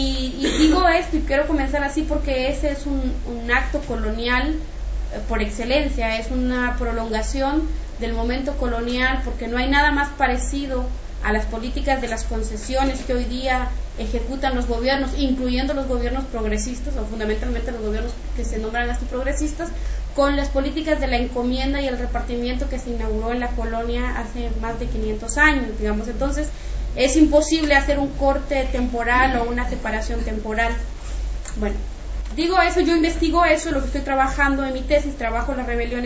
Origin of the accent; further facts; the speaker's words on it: Guatemala; soy de Guatemala, soy maya quiché